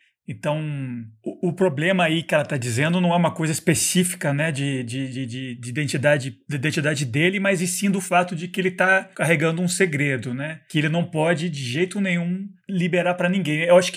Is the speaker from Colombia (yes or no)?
yes; Colombia; quando eu era jovem, a gente na Colômbia, a gente estava numa escola onde tinha... que era católica.